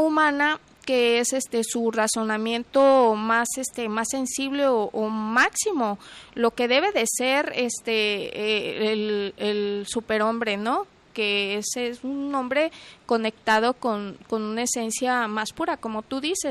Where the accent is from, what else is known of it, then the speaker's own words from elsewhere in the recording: Mexico; como buena mexicana, eso, lo otro y aquello